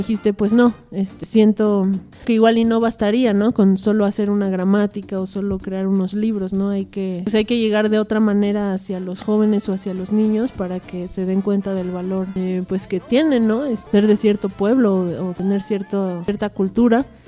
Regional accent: Mexico; ¿cómo sientes que podríamos enfrentar la discriminación como mexicanos, ¿no?

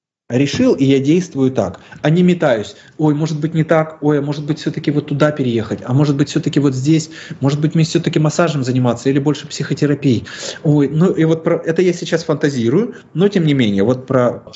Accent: Ukraine; now in Russia; Мне непонятно, я украинец или я русский, потому что я переехал, у меня дедушка прожил в России, родом мы все из Украины, фамилия моя вообще белорусская, бабушка моя вообще латышка там.

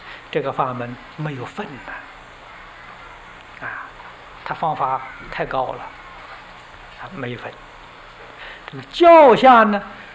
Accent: China; 就是我们中国人讲的禅宗

